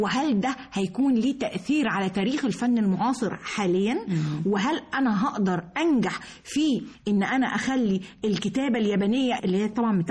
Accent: Dahshur, Giza Governorate, Egypt; born there; وواصل السرابيوم واصل ما بين سقاره مترهينة دهشور مسقط راسي وليا الشرف

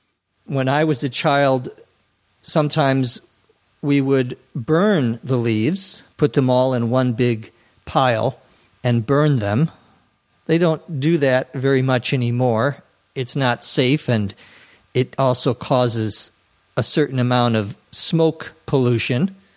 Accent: Minnesota, United States; I grew up in Minnesota where there are lots of squirrels.

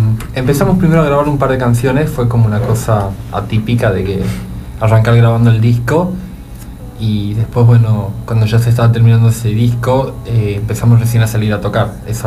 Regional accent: Tucumán, Argentina; nosotros así como tucumanos, bueno, tuvimos la no suerte de conocer ese dibujito

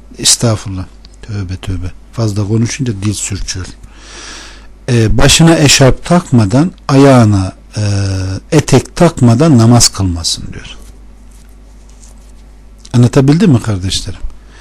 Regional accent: Konya, Turkey; Ben de Konyalıyım. Hem de has Konyalıyım vallahi.

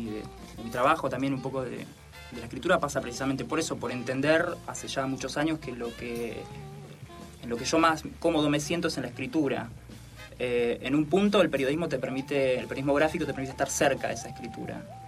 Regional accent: Trenque Lauquen, Buenos Aires Province, Argentina; me volví a mi pueblo, yo soy de Trenquelauquen

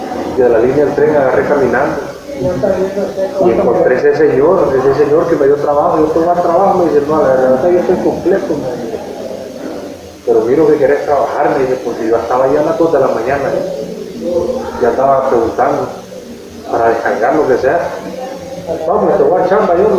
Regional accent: Honduras; Yo soy de Honduras.

